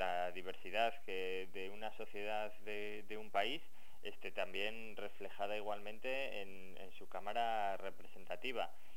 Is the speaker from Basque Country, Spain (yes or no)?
yes; Basque Country, Spain; yo soy vasco, vivo